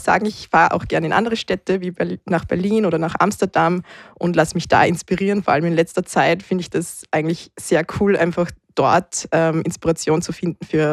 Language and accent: German; Salzburg, Austria; now in Vienna, Austria; Genau, ich bin in Salzburg aufgewachsen, habe immer schon auch elektronische Musik sehr gerne gehört